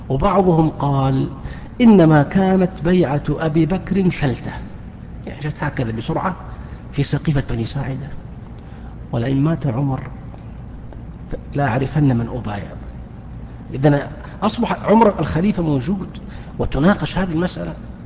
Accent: Saudi Arabia; ما هي موجودة في الكتب التي عندنا في السعودية

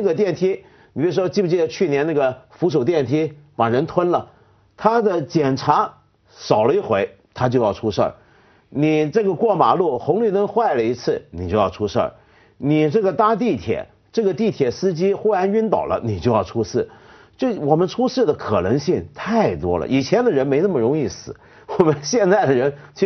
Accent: China; 我说的是我们中国人直到今天都还没有发展出现代复杂文明、复杂社会所需要的相应的文明素质

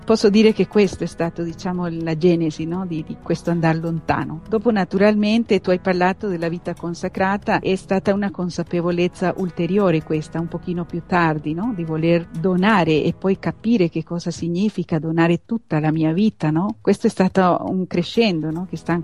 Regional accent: Costa Rica; now in Padua, Italy; Io vengo da un paese lontano nell'America centrale che si chiama Costa Rica, un piccolo paese.

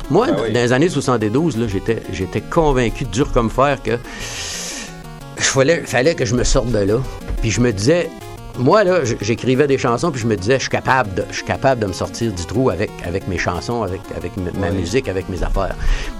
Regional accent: Rouyn-Noranda, Quebec, Canada; Après ça, on faisait nos études secondaires, puis ça l'arrêtait là, chez moi, à Rouyn-Noranda.

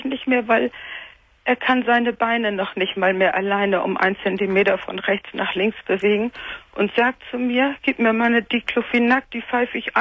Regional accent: Cologne, North Rhine-Westphalia, Germany; born there; ich bin in Köln einarmig geboren worden.

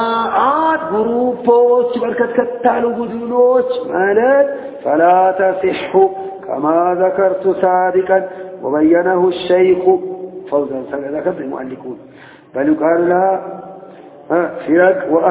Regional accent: Sudan; إني أنا من السودان

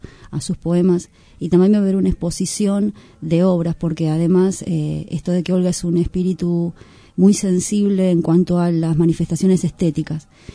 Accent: Paraguay; born there; Nací en Paraguay, pero soy del mundo, al fin y al cabo.

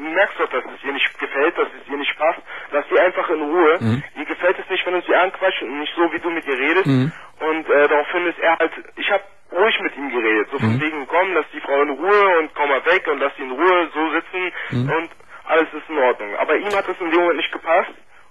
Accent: Berlin, Germany; Ja, ich komme aus Berlin.

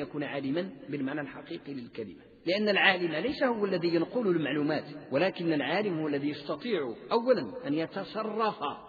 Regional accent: Morocco; عندنا بالمغرب والأندلس

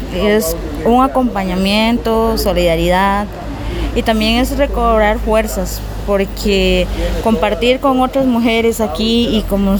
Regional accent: Cabagra, Puntarenas, Costa Rica; yo vengo del territorio de Cabagra.

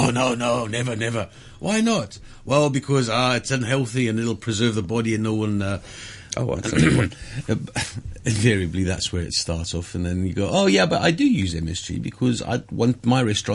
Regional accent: South Africa; being South African, it's hard to use.

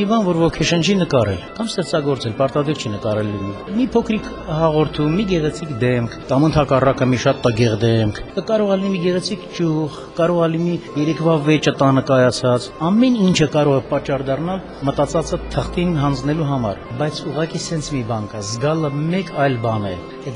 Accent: Goris, Syunik, Armenia; born there; Ծնվել եմ Գորիսում, սովորել եմ Երևանի Պոլիտեխնիկական ինստիտուտի ճարտարապետական բաժնում։

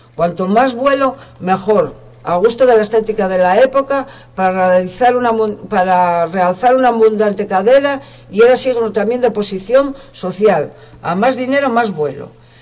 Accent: Asturias, Spain; y solo apuntaría como asturiana que me gustaría que alcanzaran la notoriedad que se merecen

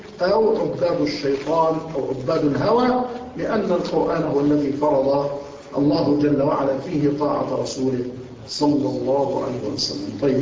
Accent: Egypt; هؤلاء الأولاد الفتوات عندنا في مصر أيضا

